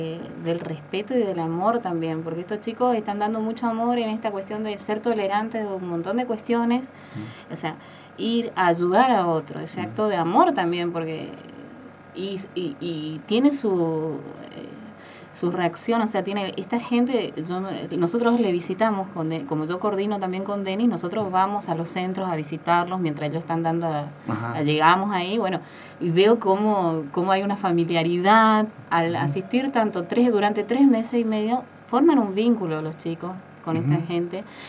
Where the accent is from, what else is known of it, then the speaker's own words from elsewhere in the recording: Candelaria, Argentina; viven muchas personas en Candelaria, en qué condiciones precarias viven en mi pueblo